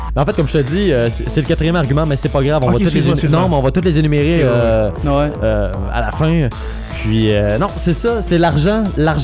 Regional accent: Repentigny, Quebec, Canada; Si je veux retourner à Repentigny dans mon coin de pays, je peux pas me le permettre.

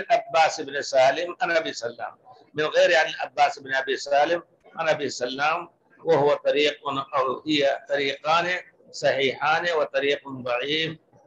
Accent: India; now in Medina, Saudi Arabia; وأنا جيت قبله من الهند قبله بكثير

